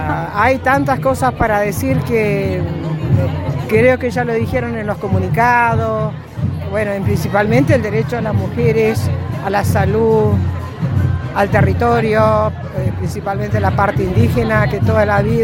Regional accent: Foyel, Río Negro, Argentina; Soy parte de la comunidad mapuche de las Huaytecas, ahí de la zona de Foyel, y además soy huerquén del Parlamento Mapuche de Río Negro.

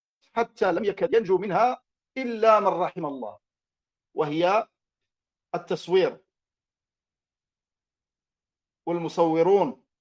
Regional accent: Morocco; إنها لفرصة طيبة أن ألتقي بإخواني في بلدي المغرب

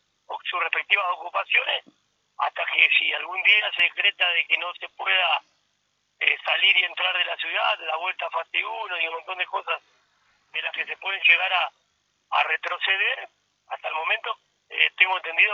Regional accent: Argentina; somos así, los argentinos somos así, nuestra idiosincrasia es así.

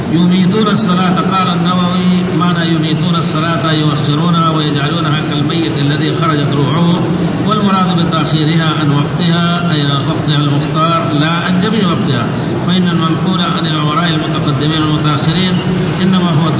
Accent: India; Arabic is a second language; أنا متخصص في المذهب الحنفي فخلوني أقول وأنا هندي

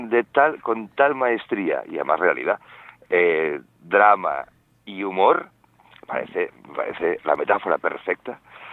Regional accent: Barcelona, Catalonia, Spain; De hecho, yo soy de Barcelona.

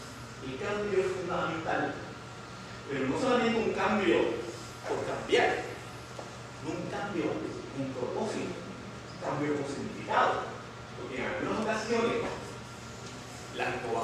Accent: Lares, Puerto Rico; en uno de estos periódicos de mi pueblo, yo estoy de Lares, un maestro se le ocurrió sacar una noticia sobre los libros que yo había leído

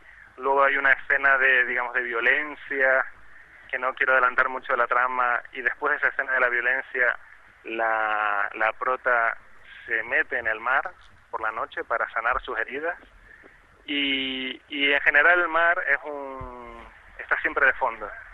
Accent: Canary Islands, Spain; now in Gran Canaria, Spain; Pero yo, como tinerfeño, pues quizás me ha llamado más la atención ese tipo de costa, o lo he podido ver con una perspectiva diferente al venir de fuera

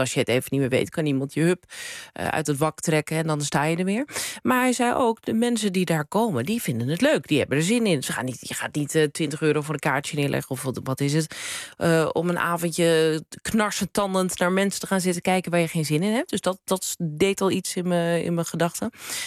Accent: Krommenie, North Holland, Netherlands; En ik ben zelf, kom ik uit Krommenie. Ja. Het is een paar dorpjes verderop.

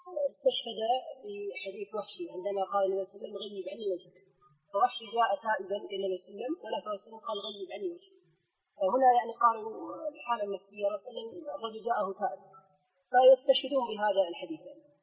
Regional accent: Kuwait; هناك يعني عندنا في الكويت

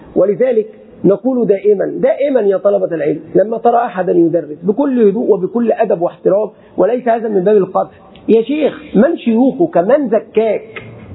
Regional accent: Egypt; أتكلم عن بلدي مصر

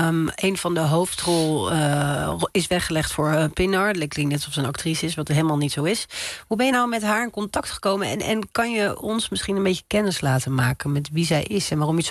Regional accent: Hatay, Turkey; Ik kom uit Hatay.

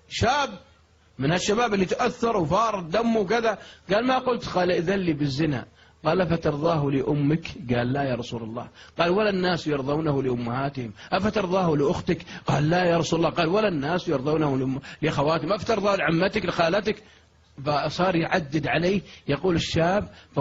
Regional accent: Riyadh, Riyadh Province, Saudi Arabia; واحد عندنا في الرياض يستحي يستحي مرة

